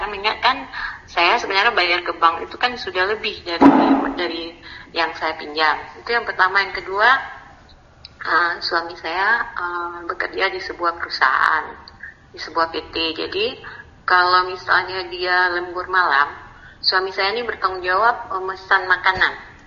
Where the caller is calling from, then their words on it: Aceh, Indonesia; dari Aceh.